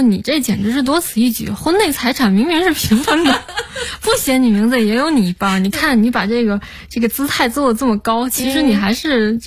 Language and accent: Chinese; Tianjin, China; now in Beijing, China; 就是在租的房子里长大的，因为我是天津人嘛，天津那边住房的环境条件也是一直都不太好，也是一直是20多平米要住三代人，我们小的时候住房条件都不太好，租的房子也很糟糕，然后长大到了北京